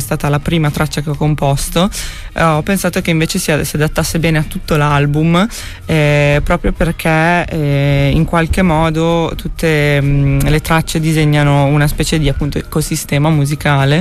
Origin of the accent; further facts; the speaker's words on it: Bologna, Emilia-Romagna, Italy; also born or lived in The Hague; prima ho sempre vissuto a Bologna e sono tornata da luglio